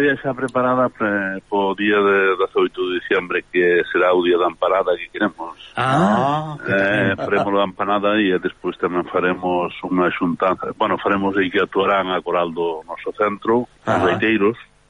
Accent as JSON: {"language": "Galician", "region": "Galicia", "country": "Spain", "moved": "yes", "said": "porque somos galegos, pero somos catalanes tamén."}